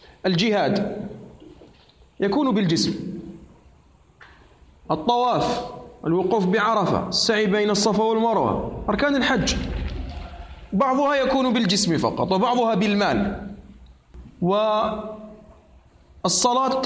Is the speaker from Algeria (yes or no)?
yes; Algeria; أعرف شيخا محدثا من هنا من بلدنا الجزائر